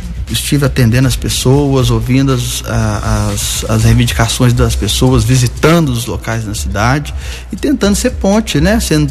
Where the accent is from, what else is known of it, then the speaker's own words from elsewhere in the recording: Monte Santo, Minas Gerais, Brazil; now in Guaranésia, Brazil; em 2001, foi justamente no período em que eu me mudei para Guaranésia, né? Porque eu sou natural de Monte Santo e em 2001 eu chego em Guaranésia